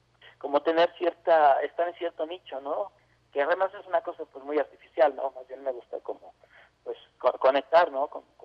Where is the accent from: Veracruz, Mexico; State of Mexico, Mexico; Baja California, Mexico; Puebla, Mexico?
Puebla, Mexico; also born or lived in Mexico City; Yo soy poblano, pero bueno, viví mucho tiempo en el oriente de la ciudad